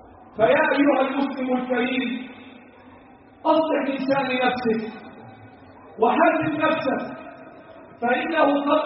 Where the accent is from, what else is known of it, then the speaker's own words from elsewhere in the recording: Egypt; اللهم احفظ بلدنا مصر وسائر بلاد